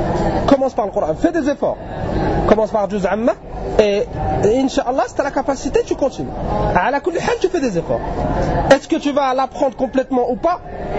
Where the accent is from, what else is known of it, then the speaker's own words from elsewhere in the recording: France; On vient de France, d'Europe